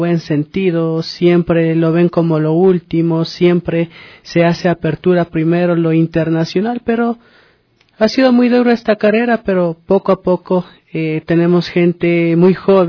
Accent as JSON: {"language": "Spanish", "country": "Ecuador", "said": "Creo que es muy importante que nosotros como ecuatorianos valoremos y apreciemos lo nuestro."}